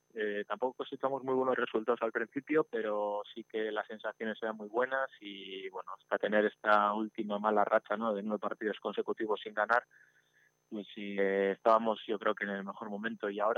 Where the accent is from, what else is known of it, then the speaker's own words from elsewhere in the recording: Amorebieta, Basque Country, Spain; lo tomo como un regalo, también como un poco agradecimiento al club y a mi pueblo, ¿no?, que es Amorebieta.